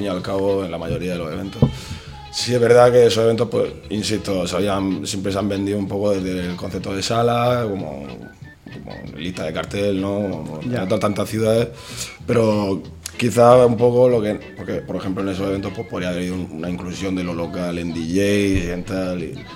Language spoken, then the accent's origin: Spanish; Murcia, Region of Murcia, Spain; los que somos de Murcia la conocemos bien desde mucho tiempo